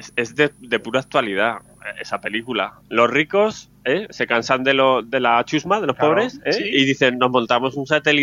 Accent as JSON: {"language": "Spanish", "country": "Spain", "said": "Pues porque somos españoles y entendemos un rato del tema."}